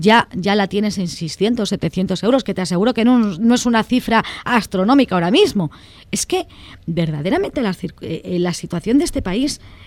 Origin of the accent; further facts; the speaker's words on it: Valladolid, Castile and León, Spain; en Valladolid, mi tierra natal